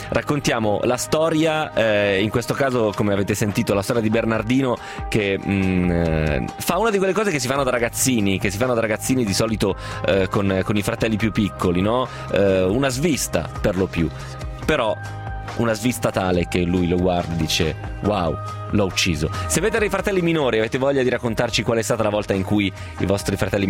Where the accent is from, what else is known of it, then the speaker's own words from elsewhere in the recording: Trento, Trentino-Alto Adige, Italy; ho 50 anni e vengo da Trento.